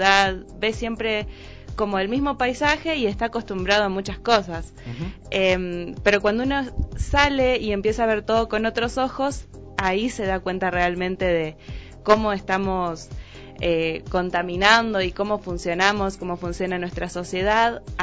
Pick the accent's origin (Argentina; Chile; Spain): Argentina; now in Ecuador; Yo soy argentina, ya se darán cuenta por las...